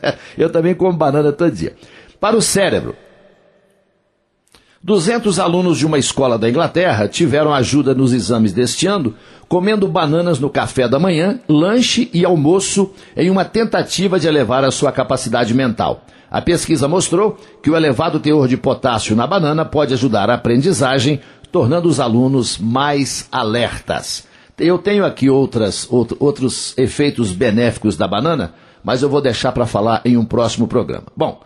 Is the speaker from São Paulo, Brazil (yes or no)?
no; Coromandel, Minas Gerais, Brazil; lá na minha cidade de Coromandel